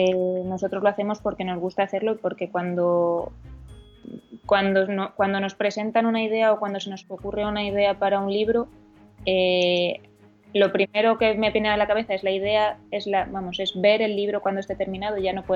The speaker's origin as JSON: {"language": "Spanish", "town": "Madrid", "region": "Community of Madrid", "country": "Spain", "lives_now": "Asturias, Spain", "said": "donde nosotros vivimos es en Asturias, pero yo soy de Madrid"}